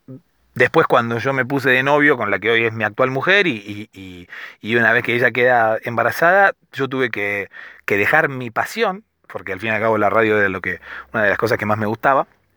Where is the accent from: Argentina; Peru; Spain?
Argentina; Soy argentino. Tengo 35 años